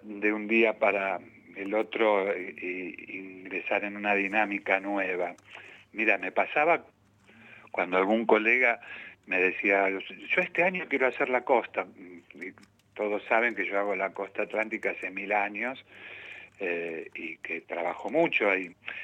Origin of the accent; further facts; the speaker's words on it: Ramos Mejía, Buenos Aires Province, Argentina; yo soy de Ramos Mejía, de La Matanza, y para mí La Lucila del Mar es como Ramos Mejía, pero con mar